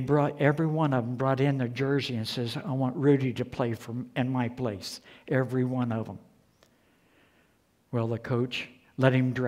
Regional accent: West Virginia, United States; I'm from West by God, Virginia.

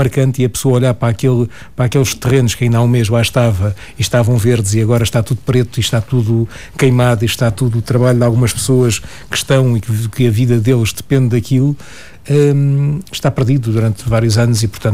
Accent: Lisbon, Portugal; eu sou lisboeta, alfacinha de Gema, nasci aqui e sou criado aqui

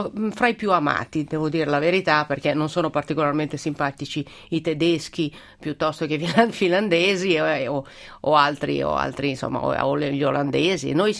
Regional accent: Milan, Lombardy, Italy; io sono una milanese che ha fatto il percorso al contrario 30 anni fa da ragazza, e quindi andai a fare l'università a Napoli

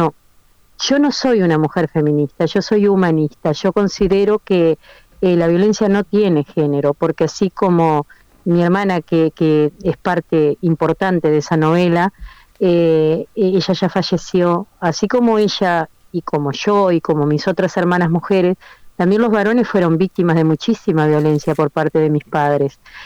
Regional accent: Uruguay; yo fui vendedora como tantas uruguayas, calculo, de estos productos por catálogo de belleza

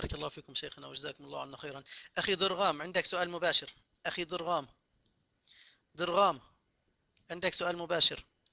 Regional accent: Palestine; وبالذات عندنا في فلسطين

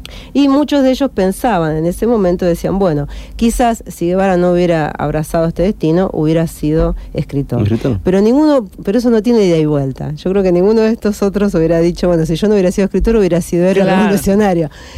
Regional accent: Argentina; A nosotros nos parece por ahí raro, porque nosotros que somos argentinos, por eso somos medio amargos para estas cosas, ¿no?

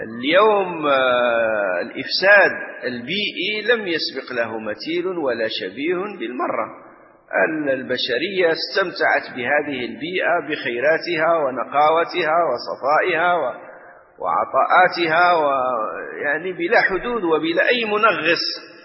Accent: Morocco; الآن مثلا احنا عندنا في المغرب

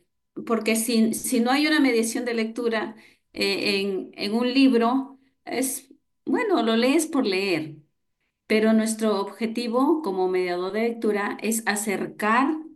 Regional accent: Suyupampa, Piura, Peru; una vivencia tanto de la niñez mía en mi barrio, donde yo nací, en Suyupampa, Ayabaca, Piura

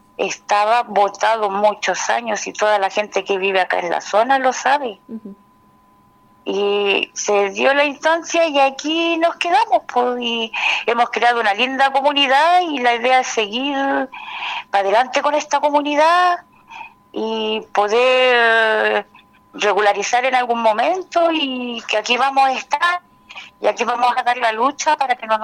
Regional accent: Chile; Nuestro derecho como ciudadanos, como chilenos, como quieran decirlo, como personas, como familias

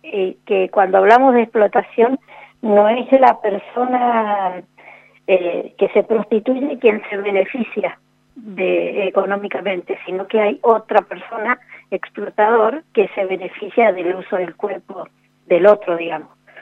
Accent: Argentina; para nosotros como argentinos es una gran cosa

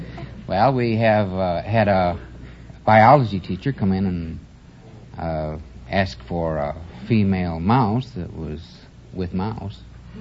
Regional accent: Grand Rapids, Michigan, United States; I'm from Grand Rapids, Michigan, the furniture capital of the world.

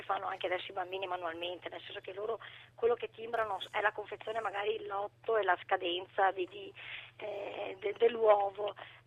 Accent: Cittadella, Veneto, Italy; quindi noi siamo di Cittadella, quindi sarà PD, come nelle vecchie targhe automobilistiche.

